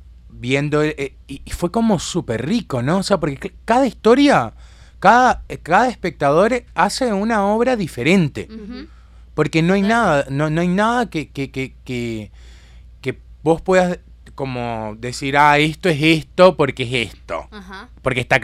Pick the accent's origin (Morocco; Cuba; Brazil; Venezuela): Venezuela; moved away as an adult; now in Uruguay; Este colectivo, en realidad, nace en Venezuela, yo soy venezolano